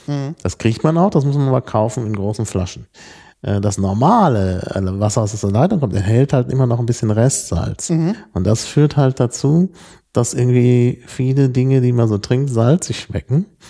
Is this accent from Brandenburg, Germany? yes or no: no; Dortmund, North Rhine-Westphalia, Germany; Insbesondere da, wo ich aufgewachsen bin, in Dortmund.